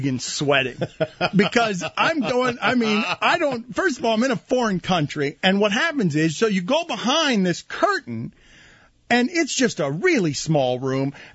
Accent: United States; not announcing to anybody that I'm an American tourist.

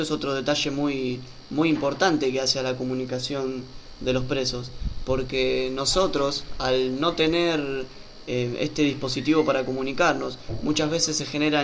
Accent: Buenos Aires, Argentina; muchos somos de Buenos Aires, me incluyo

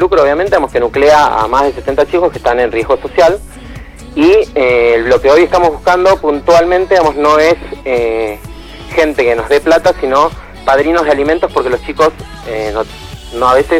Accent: Argentina; lo que queremos que seamos vocero, digamos, de nuestra voluntad popular y de lo que nos reflejamos como argentinos

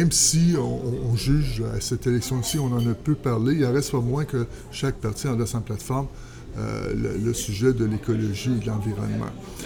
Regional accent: Montreal, Quebec, Canada; now in Rimouski, Canada; Non, je suis pas natif de la région. En fait, je suis natif de la région de Montréal, mais il y a déjà plus de 25 ans que je parcours la province, que je bourlingue un peu partout.

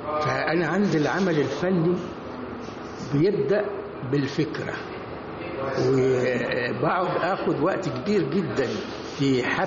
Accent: Egypt; فأنا طبعا كمصري عايش في بيئتي

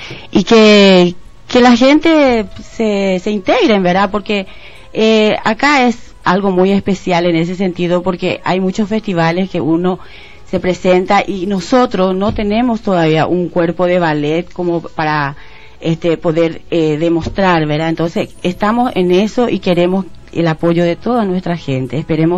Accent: Asunción, Paraguay; De Asunción.

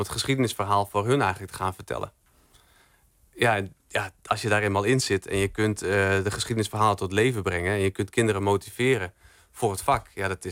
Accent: Emmen, Drenthe, Netherlands; ik kom uit Emmen, dus dat is toch nog wel een rit van 1,5 uur.

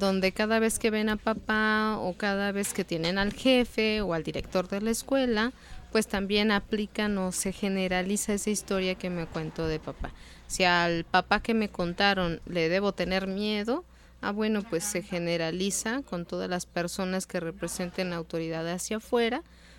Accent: Mexico City, Mexico; born there; Nacimos en la Ciudad de México, entonces pues siempre nos llevaba caminando.

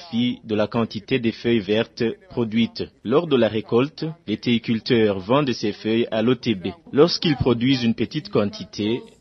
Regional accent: Burundi; le Burundi est un don de Dieu et qu'il nous appartient tous en tant que Burundais

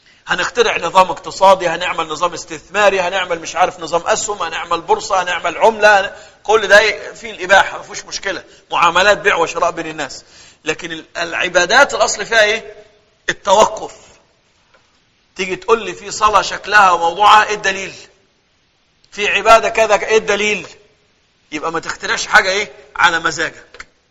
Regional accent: Egypt; تلاقي اغلب القراء عندنا في مصر من الريف

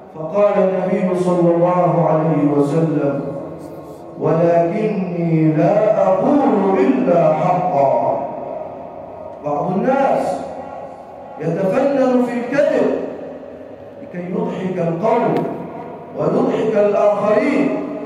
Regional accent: Egypt; واجعل بلدنا مصر راحة للامن والامان

